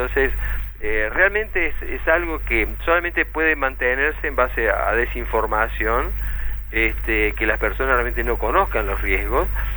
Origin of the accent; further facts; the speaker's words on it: Córdoba, Argentina; Solo quiero aclararte que en realidad soy de Córdoba. Integro el MARA desde FUNAM, que es la Fundación para Defensa del Ambiente, pero estamos en Córdoba.